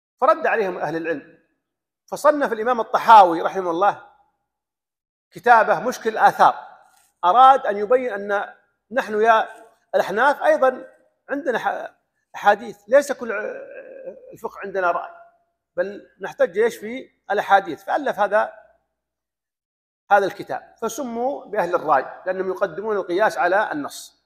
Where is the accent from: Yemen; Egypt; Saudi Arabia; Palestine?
Saudi Arabia; كان يقرأ عن الإلحاد هنا عندنا في السعودية